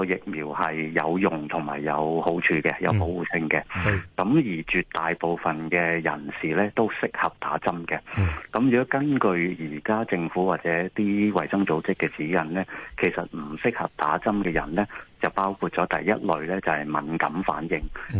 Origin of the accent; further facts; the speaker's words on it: China; 因為譬如我哋中國人有時有一啲固有嘅觀念啊